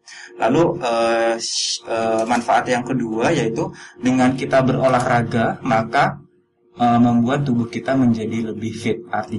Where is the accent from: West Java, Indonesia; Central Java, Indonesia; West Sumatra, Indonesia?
West Java, Indonesia; Bekasi; now in Yogyakarta, Indonesia; Oh, kalau asal saya sebenarnya dari Bekasi.